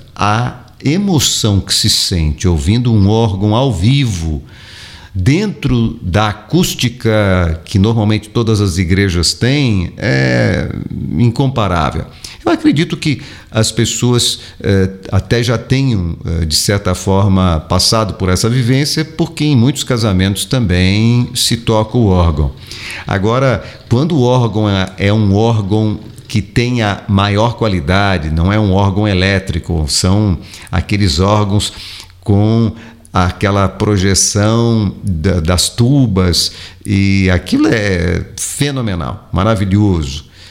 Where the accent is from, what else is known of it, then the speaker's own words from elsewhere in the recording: São Paulo, Brazil; Eu estudei em São Paulo, de onde sou, onde vivi a maior parte da minha vida, e estudei numa escola católica. Minha família é católica, não extremamente praticante